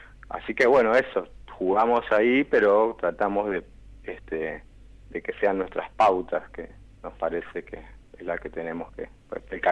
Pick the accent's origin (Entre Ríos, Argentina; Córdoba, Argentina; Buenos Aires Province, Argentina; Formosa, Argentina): Buenos Aires Province, Argentina; Yo nací en Capital Federal, uh-huh. Pero más que nada me crié en el oeste, el conurbano bonaerense. Y ahora, bueno, volví a la capital, pero si me preguntan, digamos, soy del oeste.